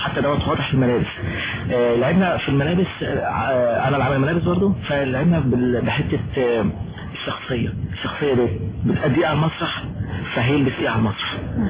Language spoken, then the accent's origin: Arabic; Egypt; ده انا بعرف عندنا في مصر او في الوطن العربي